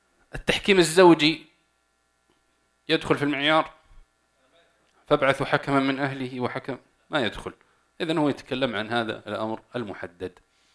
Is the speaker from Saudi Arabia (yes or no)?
yes; Saudi Arabia; طب عندنا في السعودية الآن عقود تتم